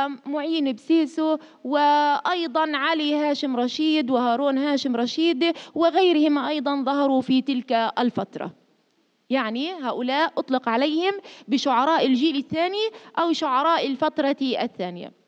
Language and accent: Arabic; Palestine; نحن اخترنا شاعر فلسطيني لأننا ماذا؟ من الشعب الفلسطيني مثله كفلسطينيين.